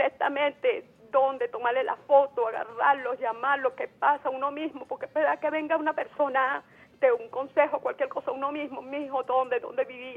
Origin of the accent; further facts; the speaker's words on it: Venezuela; uno, como venezolano